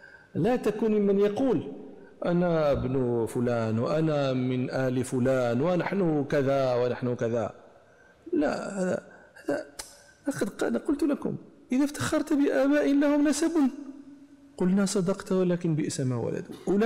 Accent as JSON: {"language": "Arabic", "country": "Morocco", "said": "مثلا عندنا في المغرب مثلا يقولون"}